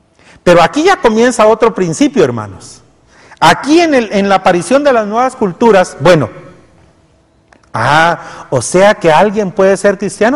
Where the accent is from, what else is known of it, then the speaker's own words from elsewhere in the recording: Guatemala; Y cuando no se frustraron con nosotros en algún momento, lo que hicieron fue abandonarnos y decir, es que los guatemaltecos, ¿no? Y desconfiar de nosot